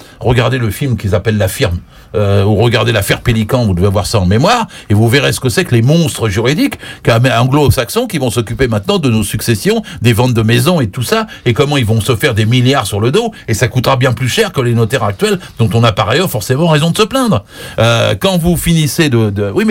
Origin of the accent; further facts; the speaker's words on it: Normandy, France; je suis normand moi